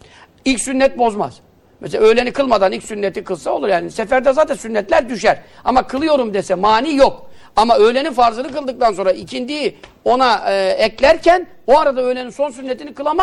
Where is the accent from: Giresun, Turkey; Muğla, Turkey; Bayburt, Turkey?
Giresun, Turkey; Yeğenli; Yeğenli köyündenim ben. Çocukluğumda gittiklerimde çok da gidemedim, hakkını veremedim yani memleketimin.